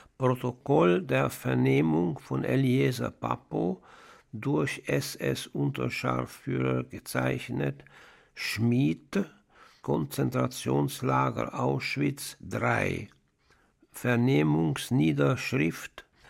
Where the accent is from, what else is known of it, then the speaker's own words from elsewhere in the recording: Budapest, Hungary; now in Switzerland; Ich bin in Ungarn, in Budapest, geboren am 6. April 1930 und lebe jetzt in der Schweiz. Diese Kriegszeit habe ich in Ungarn verbracht.